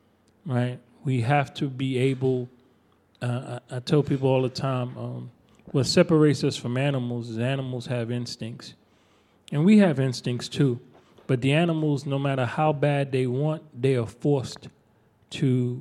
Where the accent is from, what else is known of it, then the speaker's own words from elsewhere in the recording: New York, United States; I'm from New York. I know where he's coming from.